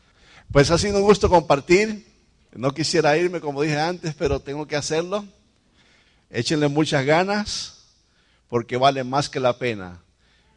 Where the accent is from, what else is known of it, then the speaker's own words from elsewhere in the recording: Dominican Republic; Nuestro país, República Dominicana. ¿Sabes lo que vamos a hacer? Vamos a ir donde ella nació y donde yo nací, a llevar a nuestros hijos.